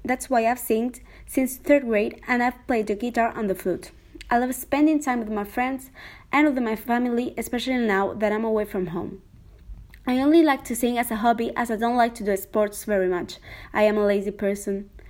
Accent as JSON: {"language": "English", "region": "Canary Islands", "country": "Spain", "second_language": "English", "lives_now": "Madrid, Spain", "said": "I am from Gran Canaria, Canary Islands, but I came to Madrid to study media studies. I am trilingual. I speak English, French, and Spanish."}